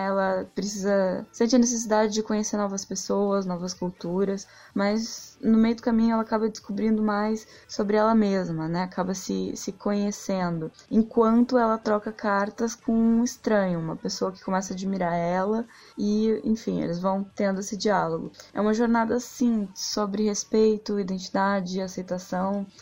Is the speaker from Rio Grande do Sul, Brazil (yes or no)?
yes; Porto Alegre, Rio Grande do Sul, Brazil; Eu tenho 23 anos, sou de Porto Alegre, Rio Grande do Sul